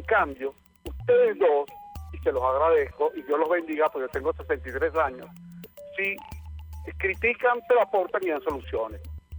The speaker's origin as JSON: {"language": "Spanish", "country": "Venezuela", "said": "Yo quiero decirle a mi pueblo venezolano"}